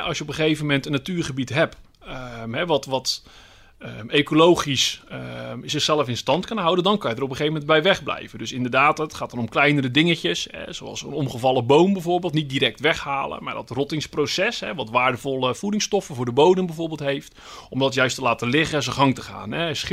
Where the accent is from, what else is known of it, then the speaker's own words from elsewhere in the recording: Vlaardingen, South Holland, Netherlands; Ik kom uit Vlaardingen, daaraan grenst, hè, het Midden-Delflandgebied.